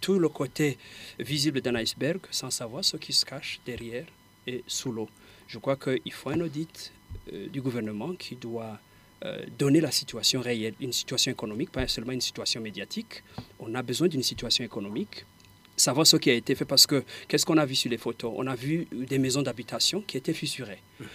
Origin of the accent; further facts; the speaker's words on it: Burundi; Et nous, tous, en tant que Burundais, qu'est-ce que nous devons faire pour essayer de soutenir pour que ça aille mieux?